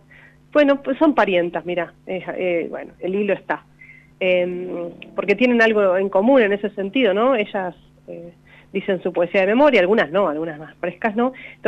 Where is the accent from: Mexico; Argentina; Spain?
Argentina; Quemú Quemú, La Pampa; Bueno, soy yo de Quemuquemú, ¿viste?